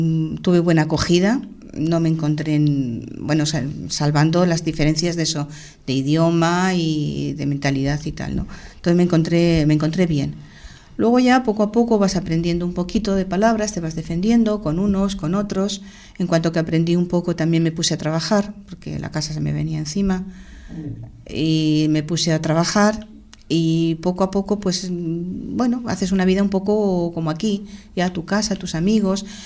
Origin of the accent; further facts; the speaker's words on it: Madrid, Community of Madrid, Spain; moved away; De vivir Madrid capital a irme a un pueblo pequeñito. Unas costumbres distintas, un idioma distinto, una forma de pensar distinta